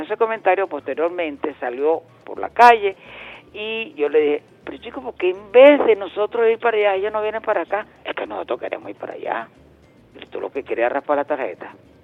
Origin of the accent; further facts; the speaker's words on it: Venezuela; como venezolanos que somos